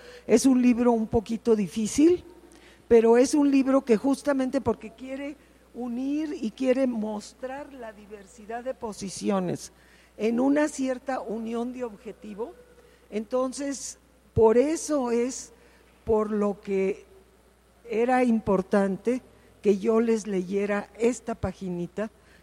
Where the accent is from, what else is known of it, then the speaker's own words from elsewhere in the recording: Mexico; Bueno, primero que nada somos todas mexicanas.